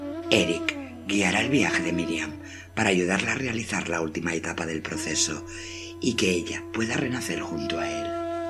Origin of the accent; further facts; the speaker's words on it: Barcelona, Catalonia, Spain; born there; Nací en Barcelona en 1966